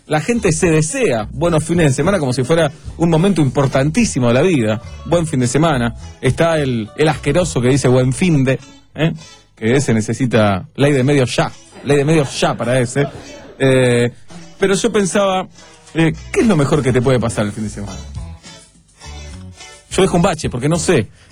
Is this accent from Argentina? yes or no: yes; Argentina; Aclaro si hay algún compañero de la primaria escuchando que soy argentino y que nací en esta querida república.